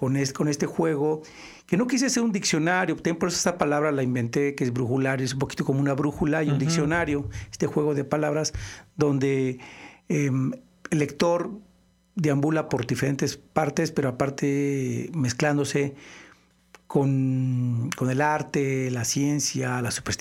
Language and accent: Spanish; Morelia, Michoacán, Mexico; also born or lived in Mexico City; now in Guadalajara, Mexico; Sí, aunque soy de Morelia, moreliano. Viví bastantes años en el DF y después ya radico desde los 79 más o menos en Guadalajara.